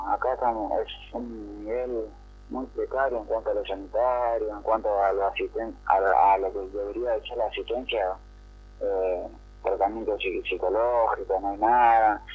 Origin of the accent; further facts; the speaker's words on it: Buenos Aires, Argentina; no somos todos de acá, digamos. Somos la mayoría de Gran Buenos Aires, Buenos Aires, La Loma, La Nuz, y estamos acá en un radio de más de 500 kilómetros de nuestro domicilio